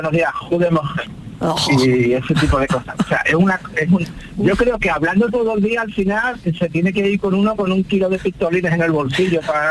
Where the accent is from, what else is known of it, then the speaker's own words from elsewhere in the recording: Seville, Andalusia, Spain; now in Netherlands; Pues yo soy de Sevilla, pero estoy un poquito más al norte, en los Países Bajos.